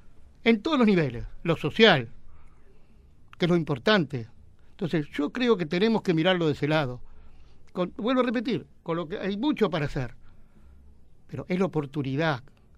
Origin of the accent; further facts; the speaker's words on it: Argentina; apoyo, como argentino, porque acá, en definitiva